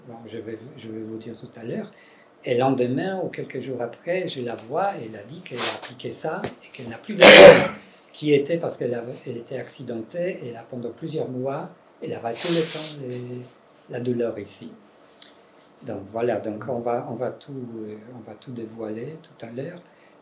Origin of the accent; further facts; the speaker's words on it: Poland; accent: Polish; French is a second language; il y a un accent polonais aussi dedans. Comme je suis polonais, pardon.